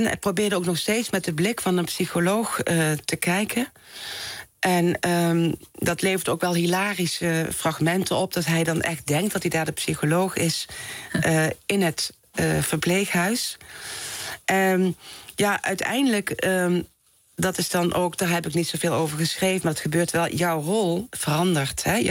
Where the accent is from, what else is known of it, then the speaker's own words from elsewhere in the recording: Someren, North Brabant, Netherlands; in het Brabantse dorp Someren... waar ik opgroeide.